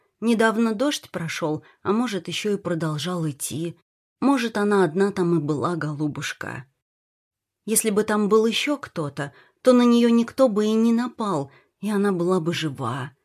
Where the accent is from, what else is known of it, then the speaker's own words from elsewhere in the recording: Bogolyubovo, Vladimir Oblast, Russia; now in Moscow, Russia; я тоже родом из Боголюбова. Работаю в Москве, в одной семье уже 6 лет.